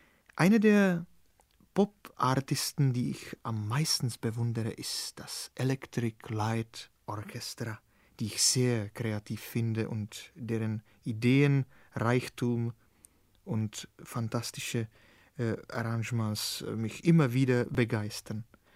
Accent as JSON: {"language": "German", "country": "Czechia", "said": "Vielleicht werden Sie sich jetzt fragen, warum ich keine Musik aus meiner Heimat vorgestellt habe, wie zum Beispiel"}